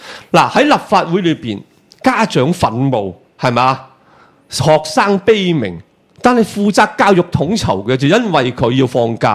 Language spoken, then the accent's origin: Cantonese; China; 即係好等於我哋大陸人成日話美國人做 show